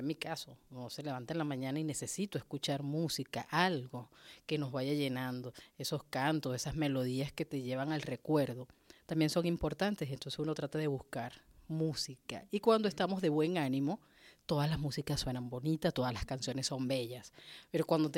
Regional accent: Barcelona, Anzoátegui, Venezuela; crecimos con eso en mi tierra, en Barcelona, estaba Anzoátegui.

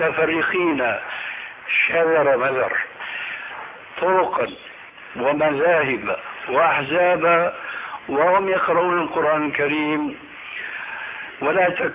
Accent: Damascus, Damascus Governorate, Syria; كما يقولون عندنا في دمشق بدها الزكتاف

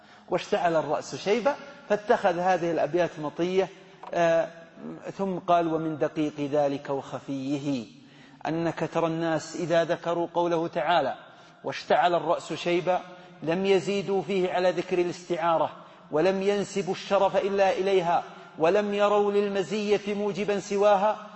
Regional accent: Hejaz, Saudi Arabia; الغول اللي يسمونه عندنا في الحجاز السعلية

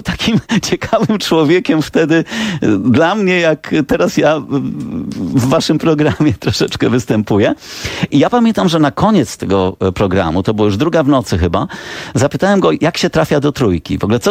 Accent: Łomża, Podlaskie Voivodeship, Poland; Jako nastolatek, mimo że pochodzę z Łomży, to zdałem egzaminy do liceum matematycznego.

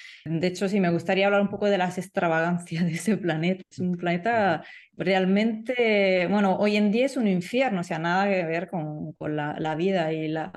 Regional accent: Italy; yo como italiana puedo decir que es un lugar perfecto para cocinar pizza

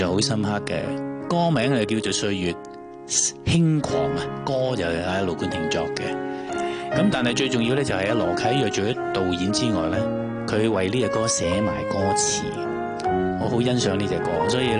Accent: Hong Kong; 就是讲了我们香港人成长的部分

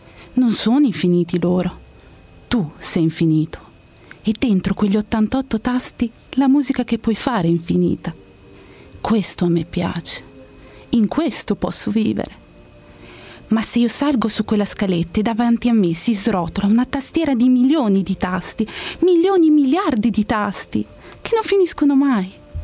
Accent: Reggio Emilia, Emilia-Romagna, Italy; now in Pisa, Italy; Io sono di Reggio Emilia, però abito a Pisa e ho 20 più 6 anni.

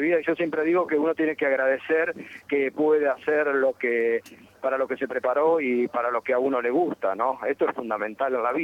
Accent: Concepción del Uruguay, Entre Ríos, Argentina; born there; voy seguido porque tengo mi familia allá, así que sí, tengo, viste, con bastante asiduidad voy a Concepción del Uruguay, mantengo lazos

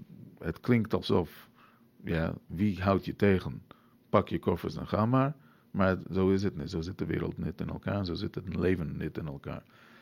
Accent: New York, United States; Nou, ik moet eerlijk zeggen, ik ben in New York grootgebracht.

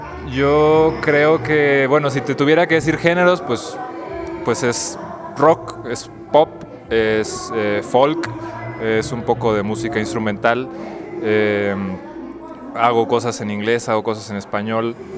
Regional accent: La Paz, Baja California Sur, Mexico; now in Mexico City, Mexico; hago música y vengo de La Paz, Baja California Sur. Ahorita ando acá en el DF

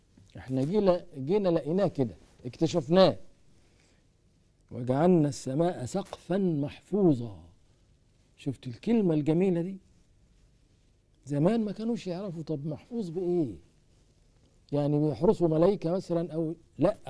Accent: Egypt; طبعا عندنا في مصر ما حدش داري بالحاجات دي خالص

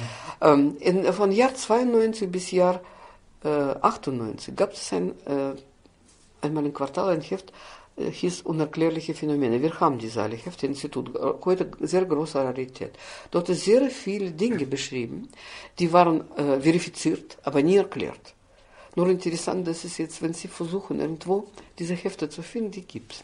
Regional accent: Austria; bei uns in Österreich.

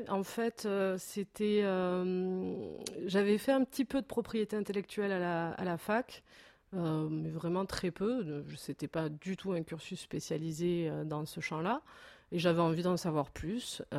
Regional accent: Sète, Occitanie, France; Donc je suis de Sète, qui est une ville où l'art aussi a beaucoup d'importance.

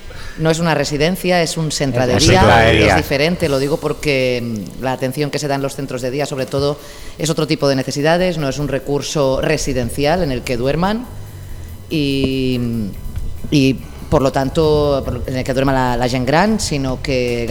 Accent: Singuerlín, Catalonia, Spain; Yo es que soy de Singuerlín.

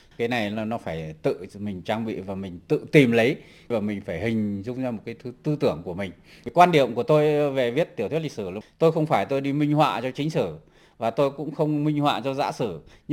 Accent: Phú Thọ, Vietnam; cái này tôi quê ở Phú Thọ. Thế và quê tôi cũng có cả một cái bộ truyền thuyết, gọi truyền thuyết Hùng Vương.

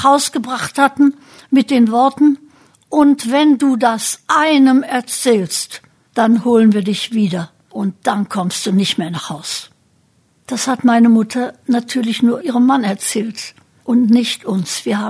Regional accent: Braunschweig, Lower Saxony, Germany; Ich bin 1926 geboren und aufgewachsen in Braunschweig, in einer Familie, bei der die Eltern politisch hellwach, außerdem sehr gescheit waren. Und mit 7 Geschwistern.

